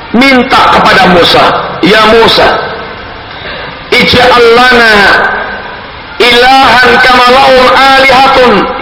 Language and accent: Indonesian; Surakarta, Central Java, Indonesia; Saya orang Solo.